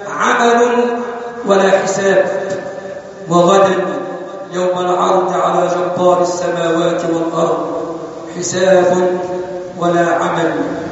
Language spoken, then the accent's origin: Arabic; Egypt; اللهم اجعل بلدنا مصر أمنا أمانا صفاء رخاء وسائر بلاد المسلمين.